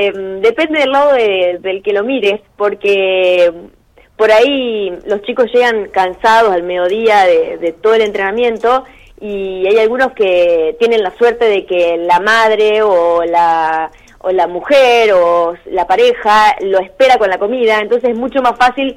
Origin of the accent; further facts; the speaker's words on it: Eduardo Castex, La Pampa, Argentina; now in Córdoba, Argentina; yo soy de Eduardo Castex y bueno, hace varios años que estoy acá en Córdoba porque me vine a estudiar